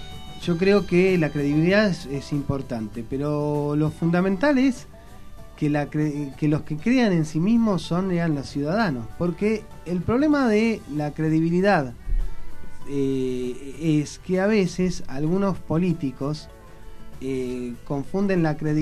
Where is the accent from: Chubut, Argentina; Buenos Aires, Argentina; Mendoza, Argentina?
Buenos Aires, Argentina; Nosotros somos ciudadanos de Buenos Aires, pero somos también ciudadanos del país.